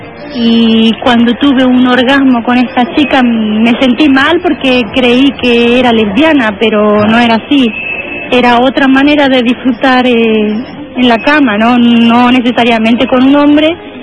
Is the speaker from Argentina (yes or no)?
yes; Argentina; Como buena argentina que soy.